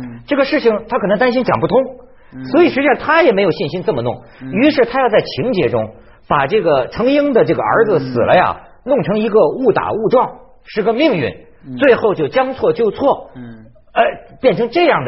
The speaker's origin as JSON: {"language": "Chinese", "country": "China", "said": "而且这一套啊，我们中国人承认的，我也承认的"}